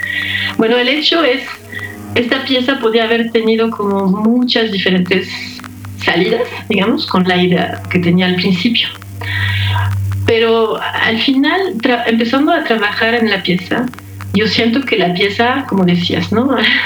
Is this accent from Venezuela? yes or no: no; France; now in Mexico; yo soy francesa, he vivido en Francia básicamente toda mi vida y pues por cuestiones personales hace 17 años vine a vivir a México.